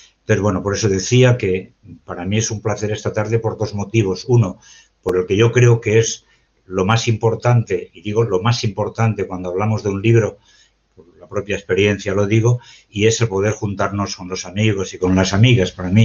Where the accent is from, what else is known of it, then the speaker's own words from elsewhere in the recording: Valencian Community, Spain; soy de Valencia, estoy aquí en mi pueblo.